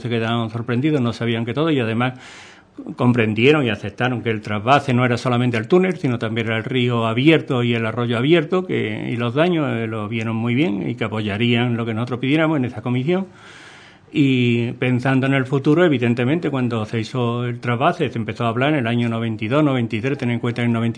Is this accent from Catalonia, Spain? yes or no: no; Andalusia, Spain; pero que somos los gaditanos en general los que le hemos quitado.